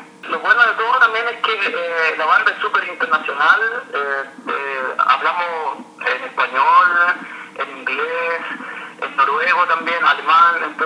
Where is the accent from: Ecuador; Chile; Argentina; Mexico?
Chile; Rancagua, O'Higgins; now in Heidelberg, Germany; Soy de Chile. Chile es como a una hora sur de Santiago de Chile, Rancagua.